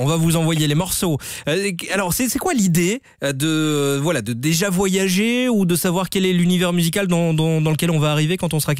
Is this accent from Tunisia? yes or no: no; Belgium; Et puis on est belge, on assume.